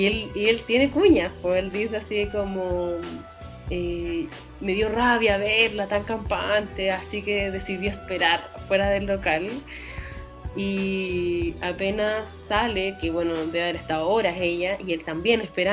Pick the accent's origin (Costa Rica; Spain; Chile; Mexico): Chile; yo creo que los chilenos somos reconocibles entre chilenos.